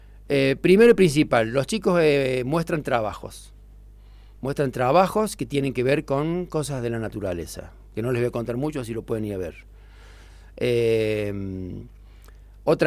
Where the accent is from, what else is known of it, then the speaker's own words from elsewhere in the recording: La Falda, Córdoba, Argentina; born there; now in Villa Giardino, Argentina; Yo soy nacido en La Falda, mi familia toda completa es de La Falda.